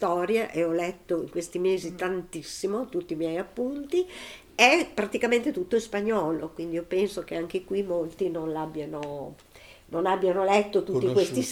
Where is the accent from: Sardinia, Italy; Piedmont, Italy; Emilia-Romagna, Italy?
Emilia-Romagna, Italy; Bologna; io, come mio papà, da buona bolognese, sono piena di modi di dire